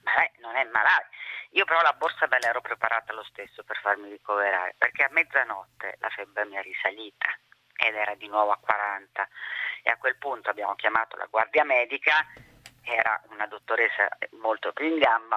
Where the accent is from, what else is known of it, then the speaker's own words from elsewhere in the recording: Burkina Faso; vengo dal Burkina Faso, è molto difficile che sia influenza.